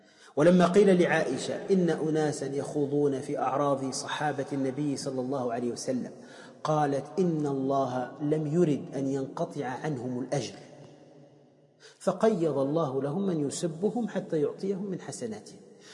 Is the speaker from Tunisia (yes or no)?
yes; Tunisia; احنا عندنا في تونس كلما سألت عن واحد قلت